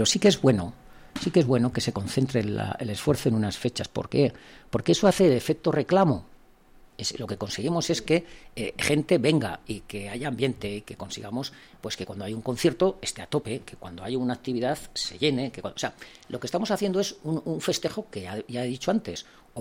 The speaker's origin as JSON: {"language": "Spanish", "region": "Navarre", "country": "Spain", "said": "Yo lo que sí sé que como navarro me están gobernando personas que están jugando con mi futuro y con el de mis hijos."}